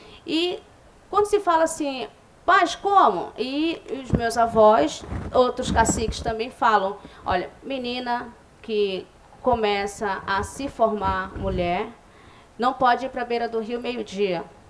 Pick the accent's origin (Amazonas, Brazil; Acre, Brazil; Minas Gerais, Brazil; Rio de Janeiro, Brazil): Amazonas, Brazil; São Gabriel da Cachoeira; eu sou da etnia Baré, Sou da comunidade do Livramento também, em São Gabriel.